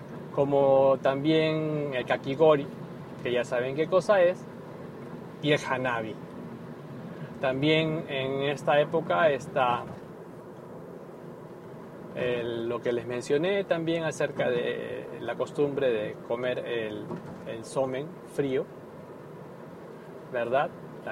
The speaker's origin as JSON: {"language": "Spanish", "country": "Peru", "said": "Por lo menos en mi país, en Perú, que yo recuerde, ningún verano he escuchado"}